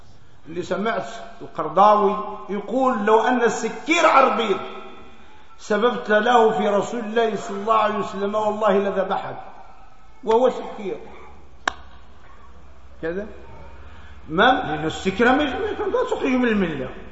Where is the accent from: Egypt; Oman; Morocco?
Morocco